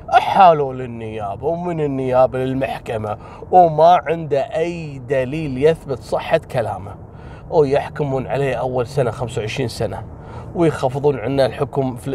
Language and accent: Arabic; Kuwait; قبل أيام عندنا في الكويت، تقريبا قبل 3 أيام أو يومين، حصلت سالفة غريبة جدا.